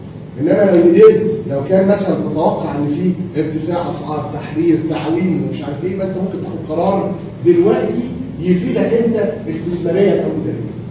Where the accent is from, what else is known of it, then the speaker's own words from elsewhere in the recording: Egypt; إحنا عندنا في مصر إن البنك المركزي بيجتمع كل شهر ونص.